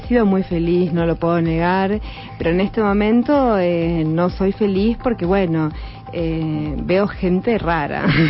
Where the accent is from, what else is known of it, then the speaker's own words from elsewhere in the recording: Buenos Aires, Argentina; no sabes que somos bien porteñas.